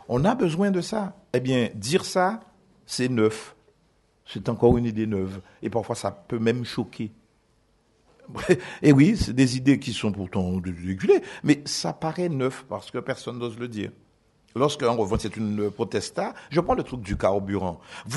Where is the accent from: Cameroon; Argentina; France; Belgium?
France; Guadeloupe; Chez moi, en Guadeloupe, je pars de chez moi, il n'y a jamais un plan.